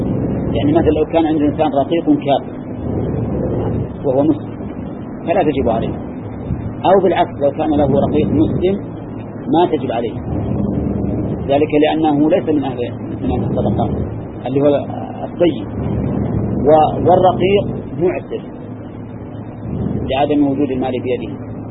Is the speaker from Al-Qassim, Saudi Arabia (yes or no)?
yes; Al-Qassim, Saudi Arabia; أقل من هذا الصاع الموجود عندنا في القصيم